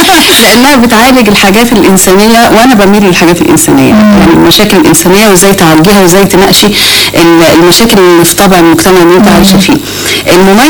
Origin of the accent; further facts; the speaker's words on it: Egypt; يعني انا مش جايبه حد من دوله ثانيه احنا كلنا اولاد مصر